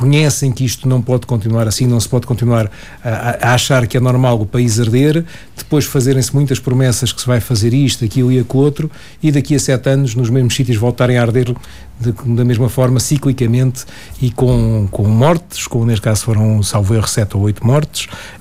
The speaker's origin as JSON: {"language": "Portuguese", "region": "Lisbon", "country": "Portugal", "tie": "born or raised there", "said": "eu sou lisboeta, alfacinha de Gema, nasci aqui e sou criado aqui"}